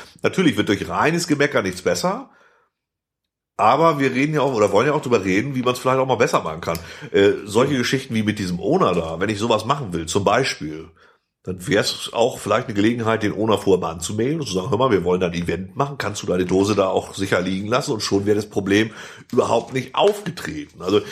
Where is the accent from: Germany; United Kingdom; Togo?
Germany; West Germany; Mann, ich bin Westdeutscher.